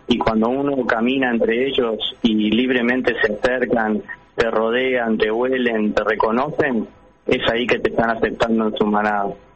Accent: Uruguay; nosotros ya firmamos todos como uruguayos por el bienestar de los animales en nuestro país

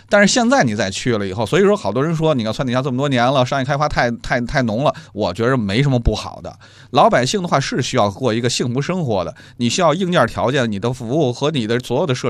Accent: Shijingshan, Beijing, China; 我是石景山长大的，

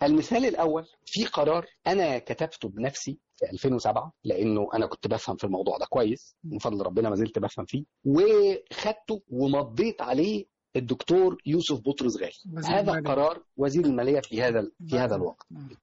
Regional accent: Egypt; حط بقى على ده ان احنا كمصريين بطبيعتنا

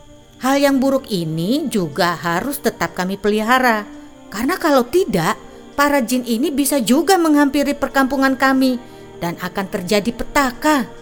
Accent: Riau, Indonesia; Aku lahir dan besar di Talang Mama ini.

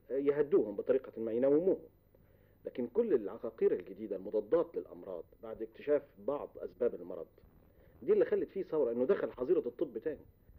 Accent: Egypt; كانت موجودة عندنا في مصر

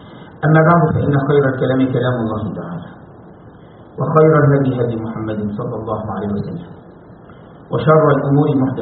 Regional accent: Egypt; عندنا في مصر يقول لك يا بخت منظره خفيف

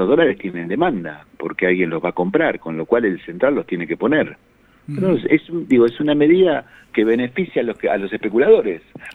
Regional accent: Argentina; como muchos argentinos, la pasamos muy mal con 200 puntos de inflación teniendo trabajo.

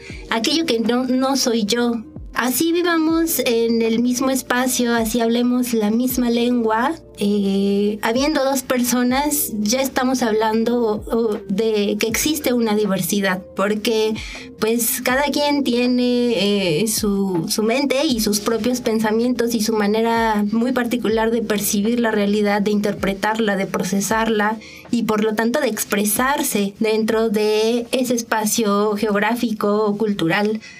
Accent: Mexico; esta identidad que tenemos como en este imaginario social de que somos mexicanos

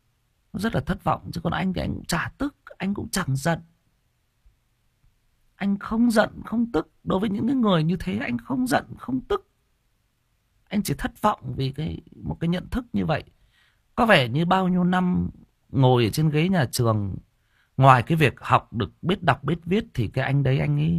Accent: Thai Nguyen, Vietnam; Chỉ có điều là em sinh ra và lớn lên ở Thái Nguyên. Đó. Em yêu cái nơi em được sinh ra và lớn lên này.

